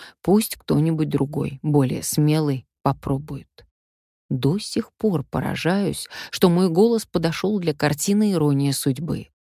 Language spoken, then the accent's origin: Russian; Omsk, Omsk Oblast, Russia; Мы с Риммой Павловной Кречетовой земляки. Я из Омска